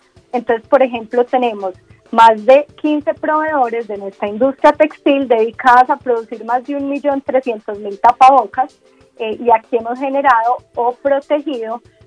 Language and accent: Spanish; Antioquia, Colombia; Pues me pillaste, soy muy paisa.